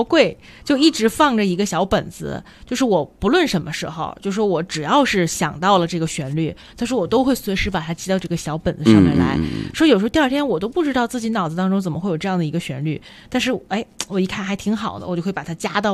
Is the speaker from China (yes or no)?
yes; South China, China; 对于喜剧而言，我是在南方长大的